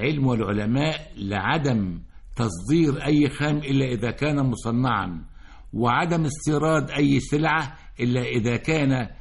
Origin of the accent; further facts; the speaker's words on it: Egypt; أنا مصري أعمل أستاذا دائما في مصر